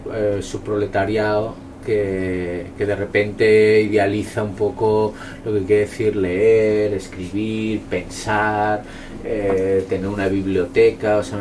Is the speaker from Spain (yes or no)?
yes; Ripollet, Catalonia, Spain; Yo soy de Ripollet, que es un pueblo de la periferia de Barcelona, pueblo migrante, gente de Andalucía, gente de Extremadura, gente manchega y murcianos